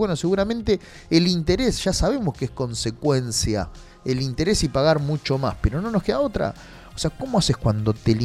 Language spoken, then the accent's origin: Spanish; Argentina; Lo bueno que nosotros somos resilientes y la verdad que somos bastante, como argentinos digo, ¿no?